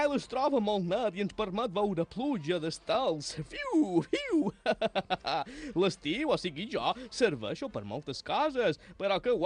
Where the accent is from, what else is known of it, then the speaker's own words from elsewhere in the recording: Balearic Islands, Spain; no, jo som de Menorca. Som un menorquí, sap?